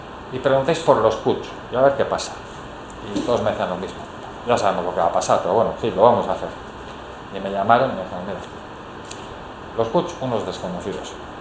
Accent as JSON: {"language": "Spanish", "town": "Bakio", "region": "Basque Country", "country": "Spain", "said": "Yo soy de Baquio."}